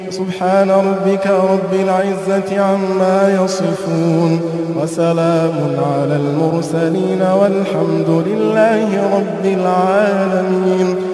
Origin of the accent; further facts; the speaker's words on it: Egypt; اللهم واحفظ بلدنا مصر من كل سوء وشر